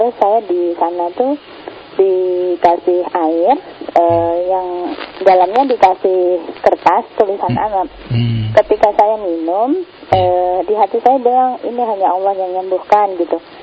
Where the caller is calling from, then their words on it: Depok, West Java, Indonesia; Saya dari Depok.